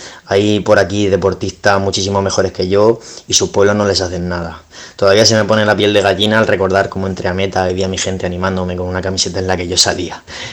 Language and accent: Spanish; Rojales, Valencian Community, Spain; aquí en mi pueblo parece de película